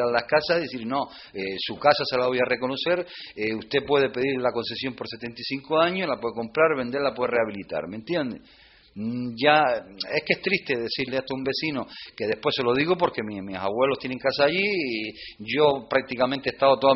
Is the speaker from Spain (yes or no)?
yes; El Golfo, Canary Islands, Spain; porque yo me crié en el Golfo y nos íbamos a bañar allí